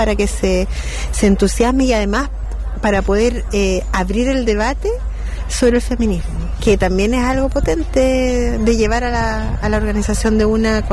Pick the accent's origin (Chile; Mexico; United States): Chile; Peñalolén, Santiago Metropolitan Region; vengo de Santiago, de la comuna de Peñalolén